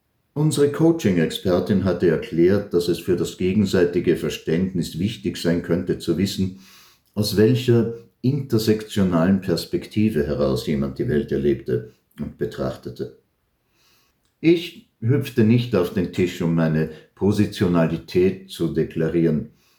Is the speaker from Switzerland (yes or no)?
no; Palestine; now in Germany; Eigentlich wollte ich die alte Heimat sehen, aber krieg mal ein Visum für Israel als Palästinenser. Und wenn du 3-mal deutscher Staatsbürger bist.